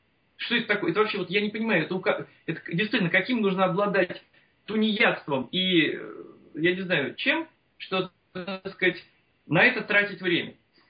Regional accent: Moscow, Russia; Я коренным москвичем, будучи всегда знал, что я буду жить за городом, что я буду жить на своей земле

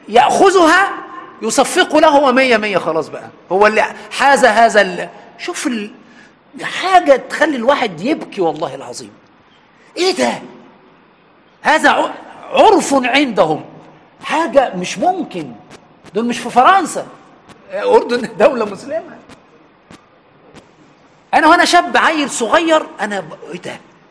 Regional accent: Egypt; عندنا في مصر سبحان وإحنا عيال صغيرة يعني 4 5 6 سنين

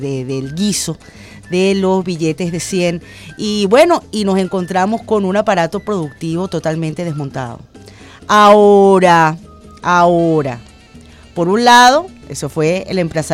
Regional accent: Venezuela; todos los venezolanos, en el fondo todos los venezolanos, sin distingo de posturas políticas

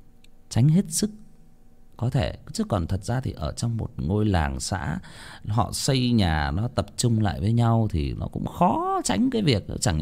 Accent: Hưng Yên, Vietnam; tôi có đến một cái vùng ở quê tôi Hưng Yên, tôi có đi chơi theo mấy anh con nhà bác dẫn đi chơi sang cái làng đó

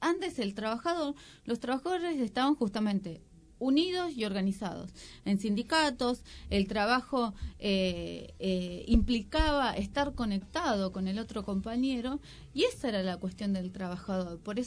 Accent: Argentina; yo nací en Argentina, soy argentina

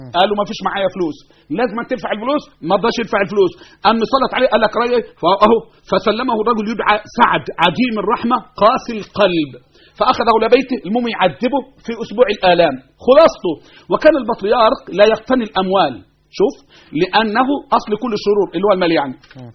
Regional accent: Egypt; احنا ابناء مصر، احنا وانتو

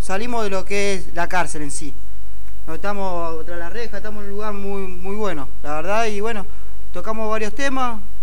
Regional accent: Buenos Aires, Argentina; que yo no soy de acá, soy de Capital

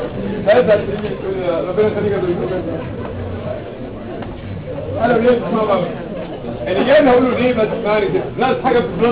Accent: Egypt; مفيش طالب عندنا كمصري مش هنتحمص في الموضوع ده

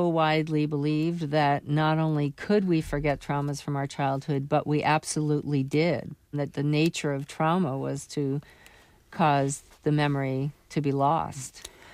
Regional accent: New York, United States; For example, I grew up in New York City

